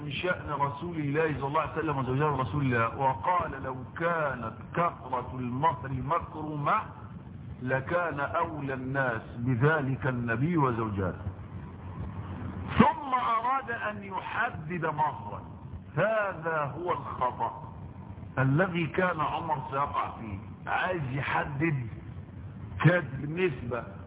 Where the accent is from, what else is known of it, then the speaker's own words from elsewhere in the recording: Egypt; انا رجل غلبان لسه انا مصري هي دي مصر